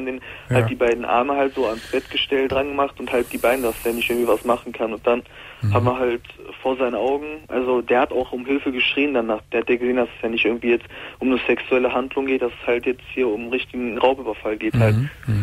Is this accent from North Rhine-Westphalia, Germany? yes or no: yes; Mülheim an der Ruhr, North Rhine-Westphalia, Germany; also ich komme aus Mühlheim an der Ruhr.